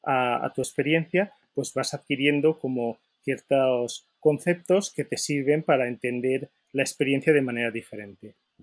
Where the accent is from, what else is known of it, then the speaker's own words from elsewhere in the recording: Valencia, Valencian Community, Spain; soy de Valencia, por eso el nombre es tan valenciano.